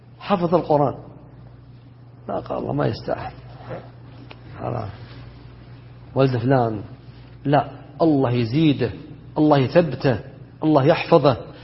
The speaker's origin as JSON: {"language": "Arabic", "region": "Najd", "country": "Saudi Arabia", "said": "بينما عندنا في نجد انحتة"}